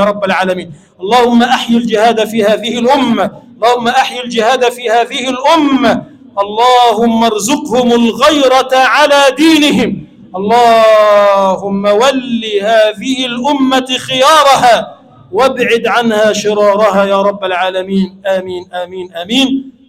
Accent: Egypt; اللهم اجعل بلدنا مصر بلدا آمنا مطمئنا سخاء رخاء

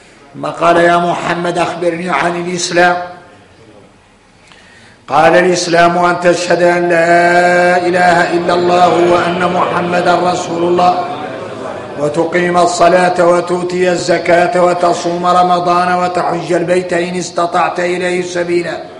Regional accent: Mauritania; احنا موريتاني ضارك طارينا نكتشف المعادن

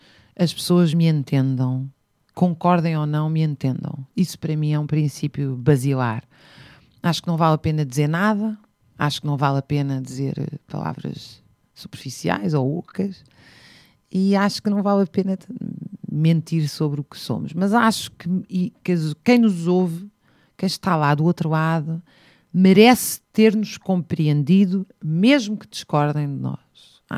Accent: Zambujeira do Mar, Beja, Portugal; na Zambujeira do Mar, onde eu cresci em parte, sempre no verão.

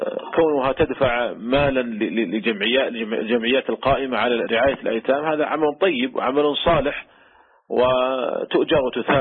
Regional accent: Saudi Arabia; وأيضا هي ممنوعة من وزارة التجارة عندنا في المملكة العربية السعودية

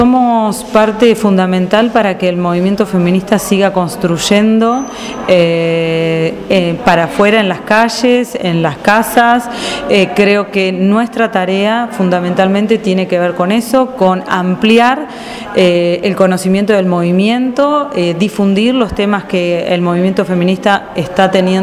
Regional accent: Mar del Plata, Buenos Aires Province, Argentina; comunicadora feminista, soy de Mar del Plata, parte de la fundación de FM de la Azotea, radio comunitaria de acá de la ciudad.

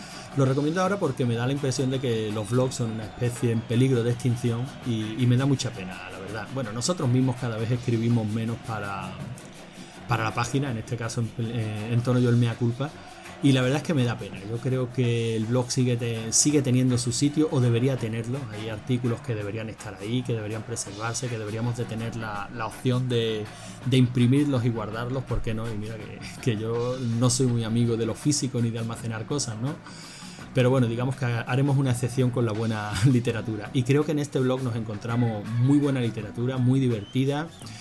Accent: Andalusia, Spain; tú sabes que soy andaluz, Cal, y las S y las C y las Z no son precisamente.

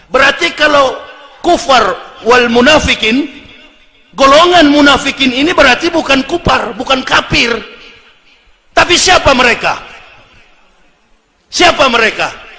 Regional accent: Sulawesi, Indonesia; Saya orang Sulawesi, dekat dengan Palu.

